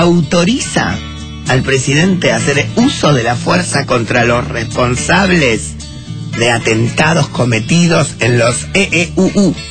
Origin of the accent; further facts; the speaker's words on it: Canelones, Uruguay; Soy de Canelones.